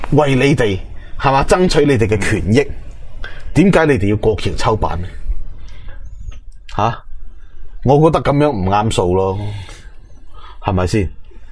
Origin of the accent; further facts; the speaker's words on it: China; 我哋作为中国人啦，要讲礼义廉耻。